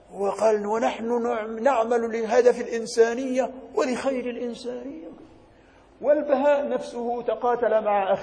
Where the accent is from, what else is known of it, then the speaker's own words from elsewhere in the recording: Egypt; عندنا في مصر